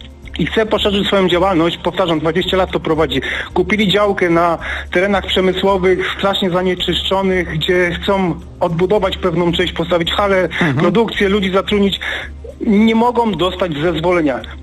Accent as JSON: {"language": "Polish", "town": "Mikołów", "region": "Silesian Voivodeship", "country": "Poland", "said": "Ja pochodzę z miejscowości, która się nazywa Mikołów, to jest na Śląsku."}